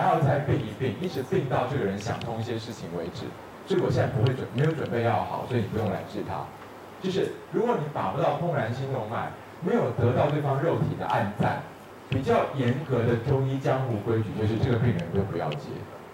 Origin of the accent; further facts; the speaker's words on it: Taiwan; 那因为我是台湾人，对不对？